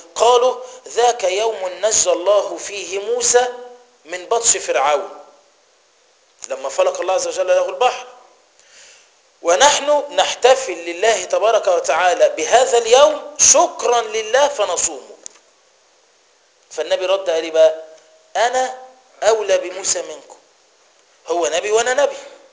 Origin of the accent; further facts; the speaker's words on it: Egypt; وعروسة المولد وحصان المولد، ده عندنا في مصر